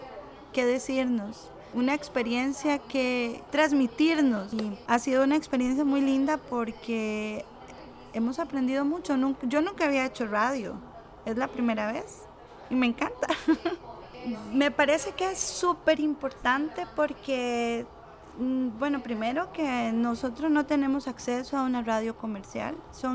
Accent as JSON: {"language": "Spanish", "town": "Punta Arenas", "region": "Magallanes", "country": "Chile", "said": "Soy de Punta Arenas Centro."}